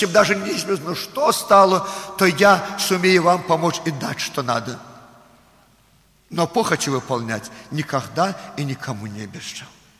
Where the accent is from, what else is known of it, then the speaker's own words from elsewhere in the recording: Belarus; Russian is a second language; я белорус, не совсем русский хорошо знаю.